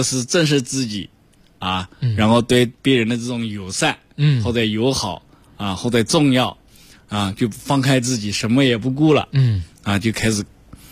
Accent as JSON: {"language": "Chinese", "region": "Jiangsu", "country": "China", "said": "像我江苏人，我就吃不惯那个烟熏的味道"}